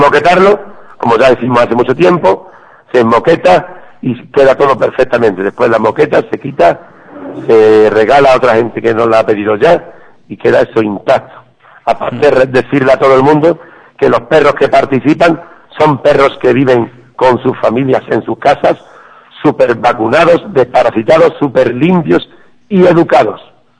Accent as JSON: {"language": "Spanish", "town": "Ubrique", "region": "Andalusia", "country": "Spain", "said": "Cómo no, se celebra en mi pueblo, y yo me considero el primer ubriqueño."}